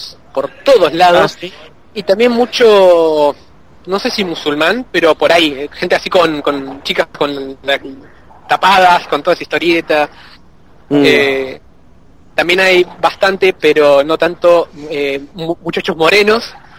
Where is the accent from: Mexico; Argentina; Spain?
Argentina; yo soy de Argentina, tenemos un podcast